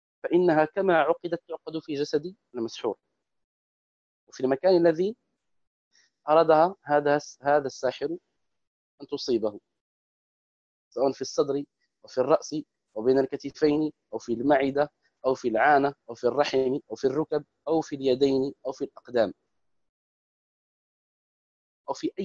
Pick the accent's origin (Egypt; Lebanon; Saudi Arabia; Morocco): Morocco; وهو يسمى بالدارجة عندنا في المغرب بالتقاف